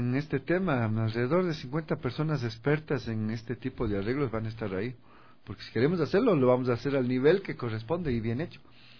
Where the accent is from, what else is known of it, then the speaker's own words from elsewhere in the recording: Ecuador; creo que necesitamos como ecuatorianos, ecuatorianas, tener estos referentes positivos